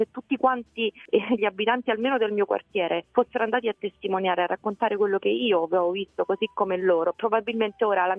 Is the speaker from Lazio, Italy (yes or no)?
yes; Ostia, Lazio, Italy; ero a casa perché io sono nata e cresciuta peraltro a Ostia